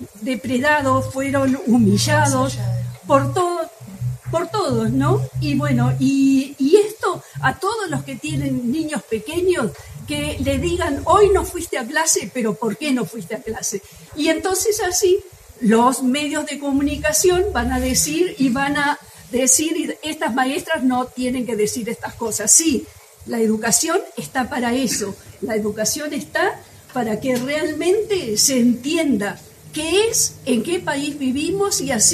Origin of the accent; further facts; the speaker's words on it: Esquel, Chubut, Argentina; yo soy de Esquel y sé que más de uno de los de acá que viven en Esquel